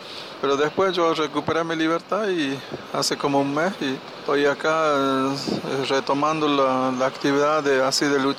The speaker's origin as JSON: {"language": "Spanish", "region": "Formosa", "country": "Argentina", "said": "yo soy de Formosa, de la comunidad Huichi."}